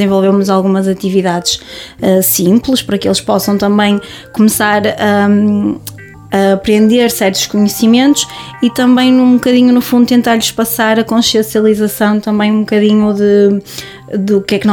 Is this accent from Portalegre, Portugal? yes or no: no; Guimarães, Braga, Portugal; tenho 28 anos e sou de Guimarães.